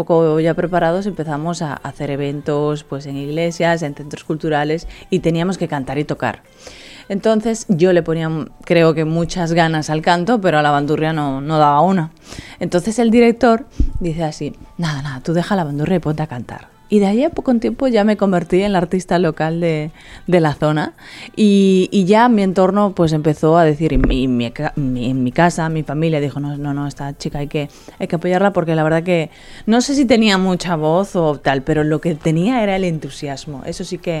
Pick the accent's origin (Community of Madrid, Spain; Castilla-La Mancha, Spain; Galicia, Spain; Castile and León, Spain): Galicia, Spain; now in Miami, United States; yo estoy rodeada de latinos en Miami. Y claro, yo soy una española gallega del norte